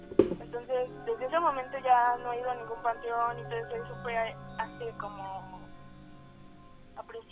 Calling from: Texcoco, State of Mexico, Mexico; De Texcoco.

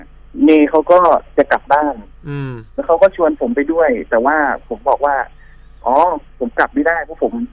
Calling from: Bangkok, Thailand; ที่เดิมครับแถวพระราม3เหมือนเดิมคร

